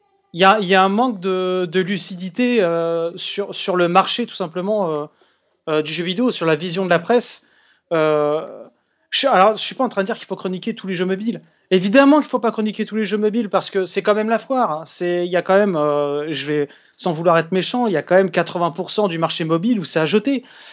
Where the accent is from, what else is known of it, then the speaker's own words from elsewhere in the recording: France; Je suis français.